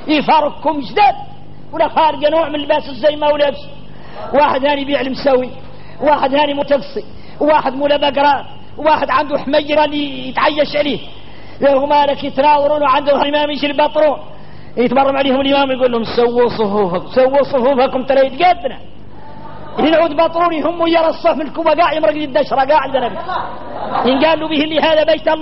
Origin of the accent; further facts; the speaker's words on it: Mauritania; نحن موريتاني